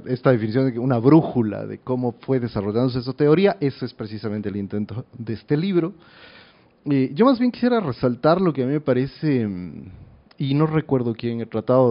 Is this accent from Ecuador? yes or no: yes; Ecuador; es muy grato para mí, siendo ecuatoriano